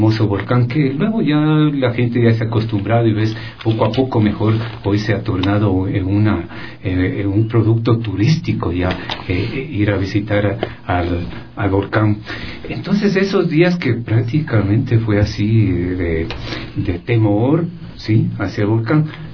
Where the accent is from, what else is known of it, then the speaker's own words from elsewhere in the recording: Quito, Pichincha, Ecuador; born there; hace pocos meses retorné acá a mi ciudad. Yo soy nacido aquí en Quito, en el centro histórico exactamente, por más señas, en San Roque, un lindo barrio